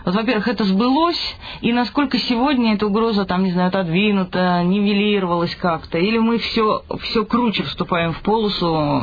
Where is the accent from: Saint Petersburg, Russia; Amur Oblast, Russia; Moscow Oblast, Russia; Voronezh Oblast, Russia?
Saint Petersburg, Russia; поскольку я из Петербурга, как известно, а у нас там тоже